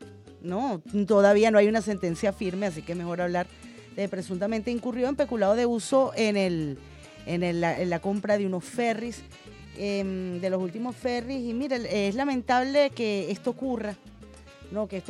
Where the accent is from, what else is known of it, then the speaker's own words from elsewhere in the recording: Venezuela; todos nosotros como venezolanos y venezolanas, pues esperemos que la justicia haga su trabajo